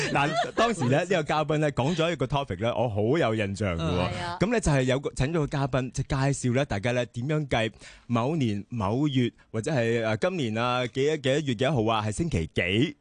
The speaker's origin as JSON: {"language": "Cantonese", "country": "Canada", "tie": "born or raised there", "said": "大家都知道我细个喺加拿大啦"}